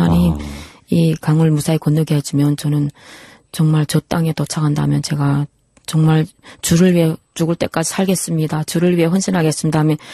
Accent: North Korea; now in South Korea; 제가 탈북해서 중국에서

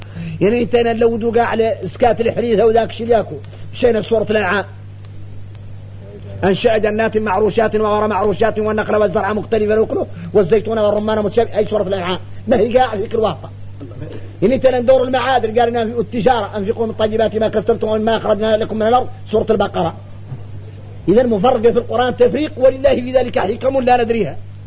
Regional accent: Mauritania; وراه الشايع عندنا احنا موريتاني

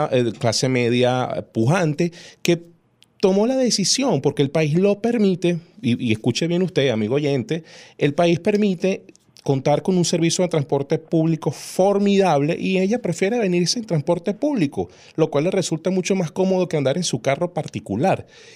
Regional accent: Venezuela; que pueden o podemos superar como venezolanos para tener justamente eso, un país de porvenir

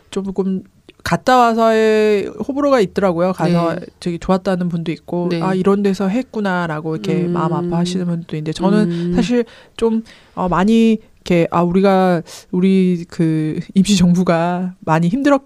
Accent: South Korea; 제가 한국 사람이다 보니까

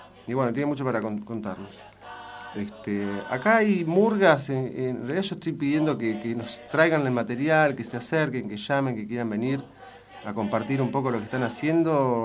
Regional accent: Buenos Aires, Argentina; moved away; Hace, bueno, 15 años que estoy acá, pero vengo de los corsos de Buenos Aires, de la murga porteña.

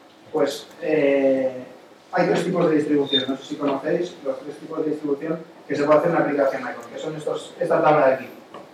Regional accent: Spain; como soy español, no quiero pagar los impuestos que pagarías en Estados Unidos, porque ya declararé mis impuestos aquí

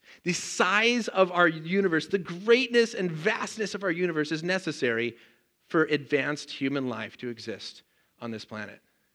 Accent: Colorado, United States; I grew up in Colorado. It's like, oh, the beach would be so nice.

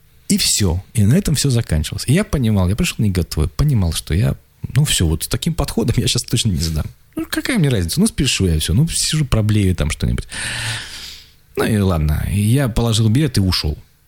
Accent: Achinsk, Krasnoyarsk Krai, Russia; у меня школу видно из окна дома, вот, где я родился, в Ачинске.

